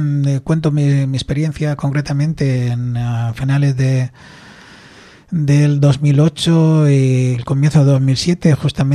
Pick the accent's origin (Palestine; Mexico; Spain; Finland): Palestine; West Bank; Entonces yo quise acercarme a mi pueblo para visitar mi familia allí.